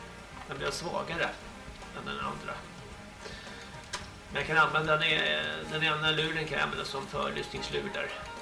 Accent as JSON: {"language": "Swedish", "town": "Märsta", "region": "Stockholm County", "country": "Sweden", "said": "Jag kommer ju från Märsta till Långsjötan här."}